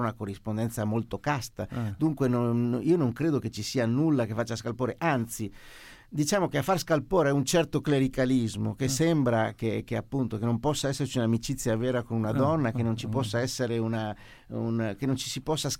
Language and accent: Italian; Veneto, Italy; Io sono veneto